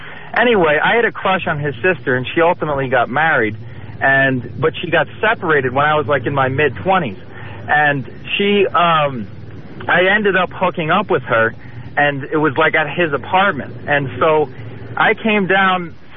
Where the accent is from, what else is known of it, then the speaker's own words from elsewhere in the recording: Long Island, New York, United States; now in Los Angeles, United States; Yeah, I'm actually from Long Island, so it's good to listen to you out here.